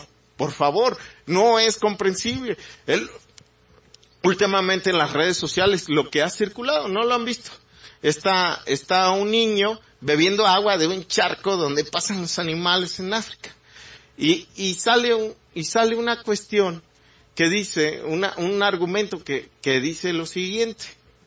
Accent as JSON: {"language": "Spanish", "country": "Mexico", "said": "sobre todo en una idiosincrasia como la mexicana, ¿no? Una cultura como la nuestra."}